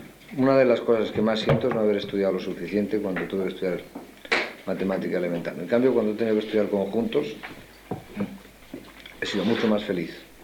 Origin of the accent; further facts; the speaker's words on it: Spain; Y como español, como hijo de españoles y como hombre que vive una época determinada en mi país